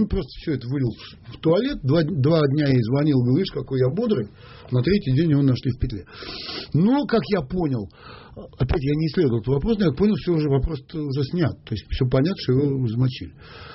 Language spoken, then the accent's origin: Russian; Russia; мне просто было просто стыдно за то, что я россиянин.